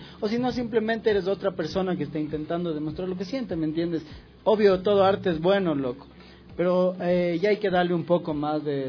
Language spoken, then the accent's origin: Spanish; Ecuador; nos ayudemos como ecuatorianos que somos